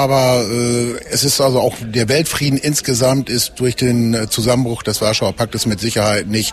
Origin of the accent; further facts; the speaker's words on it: Lower Saxony, Germany; born there; now in Dülmen, Germany; Ich bin gebürtig aus dem Emsland und bin aufgrund meines Soldatenstatuses nach Dülmen gezogen. Ich bin hier heimisch geworden, es ist meine Heimat geworden. Emsland gibt mir nicht mehr so viel, hier habe ich alles gefunden, meine Kinder sind hier groß geworden und ich fühle mich wohl hier.